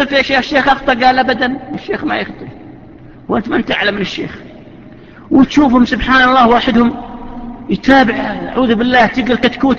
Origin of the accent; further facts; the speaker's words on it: Saudi Arabia; وحنا تعرفون احنا يا سعودية هذا الوزراء ما احنا زين اخواننا الاماراتيين والعمانيين ما شاء الله عليهم